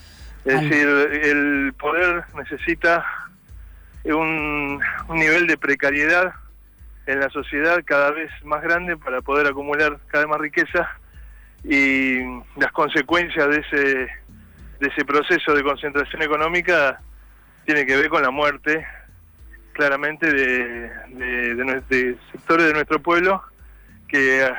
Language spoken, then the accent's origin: Spanish; Moreno, Buenos Aires Province, Argentina; Yo soy de Moreno.